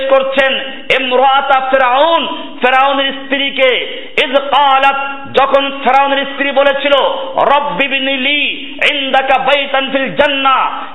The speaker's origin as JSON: {"language": "Bangla", "town": "Barishal", "region": "Barisal Division", "country": "Bangladesh", "said": "আমি এবার বরিশালের লোক, সেজন্য বলছি বরিশালের মেয়েরা কষ্ট পাবেন না।"}